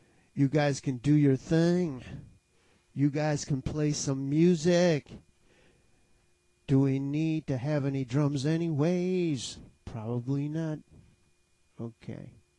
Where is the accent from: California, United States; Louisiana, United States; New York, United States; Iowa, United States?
New York, United States; Binghamton; now in Phoenix, United States; I am originally from Binghamton, New York. However, I am living in Phoenix, Arizona, where it is 44 degrees centigrade right now.